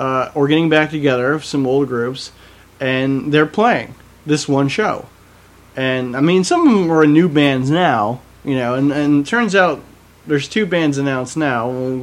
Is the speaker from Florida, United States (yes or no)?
yes; Florida, United States; And I'm a summer guy. I grew up down here in Florida.